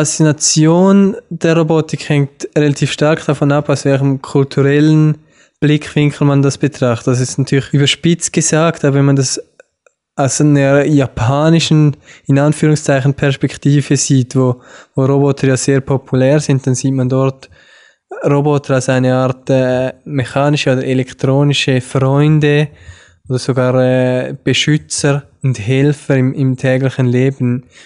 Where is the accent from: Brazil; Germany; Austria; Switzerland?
Switzerland; Wie man hören kann, komme ich aus der Schweiz. Ich habe in Zürich, an der ETH Zürich Maschinenbau studiert